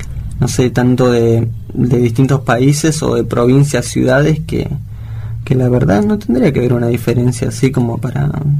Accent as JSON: {"language": "Spanish", "country": "Bolivia", "moved": "yes", "lives_now": "Argentina", "said": "yo soy boliviano y la verdad estoy orgulloso y también de acá en Argentina, de poder ahora adaptarme, lo que sí me costó mucho."}